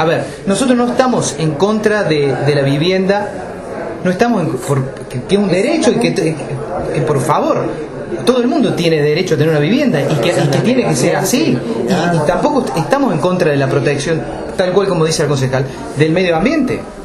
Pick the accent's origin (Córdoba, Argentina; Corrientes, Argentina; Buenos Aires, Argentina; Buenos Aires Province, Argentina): Córdoba, Argentina; Capilla del Monte; Yo soy nacido y criado en Capilla del Monte. Mis papás son nacidos y criados en Capilla del Monte. Mis abuelos son nacidos y criados en Capilla del Monte.